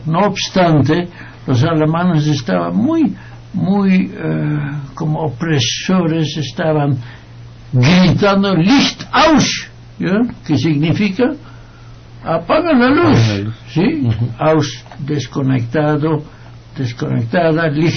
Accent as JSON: {"language": "Spanish", "country": "Netherlands", "said": "Trasladémonos a la Segunda Guerra Mundial en Holanda, mi tierra."}